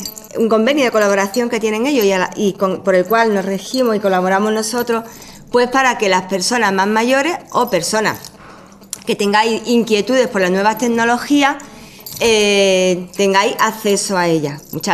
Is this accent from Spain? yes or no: yes; Comares, Andalusia, Spain; Personas de Pizarra, de Comares, que es mi pueblo